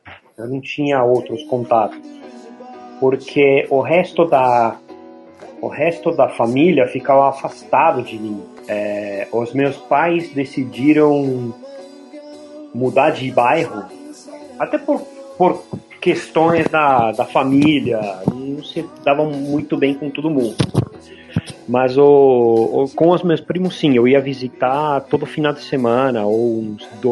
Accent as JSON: {"language": "Portuguese", "region": "Buenos Aires", "country": "Argentina", "tie": "born or raised there", "lives_now": "Brazil", "said": "Eu nasci em Buenos Aires, então isso faz um bom tempo atrás, né?"}